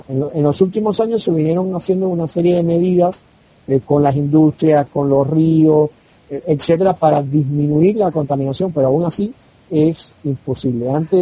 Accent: Havana, Cuba; now in Santa Cruz de la Sierra, Bolivia; aunque yo vivo en Santa Cruz de la Sierra, pero yo soy cubano, nací, viví ahí bastante tiempo, y en una isla

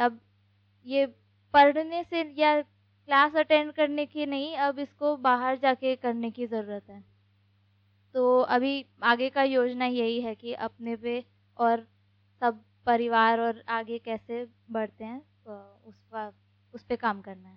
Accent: Delhi, India; और मैं दिल्ली से हूँ।

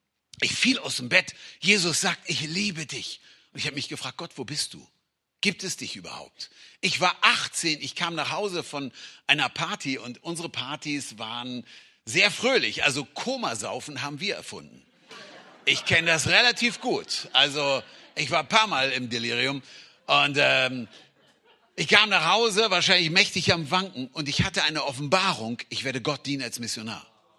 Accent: Hanover, Lower Saxony, Germany; denkst du, ich bin in Saudi-Arabien geboren, aber ich komme aus Hannover. Ich komme aus Hannover.

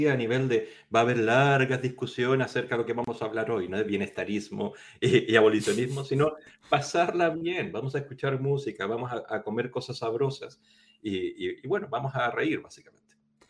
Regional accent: Chile; moved away as an adult; now in Spain; hace 20 años más o menos había venido a estudiar a España, pues yo soy chileno

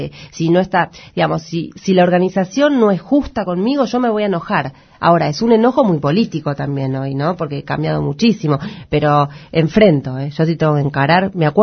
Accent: La Boca, Buenos Aires, Argentina; yo soy de La Boca, me crié en La Boca

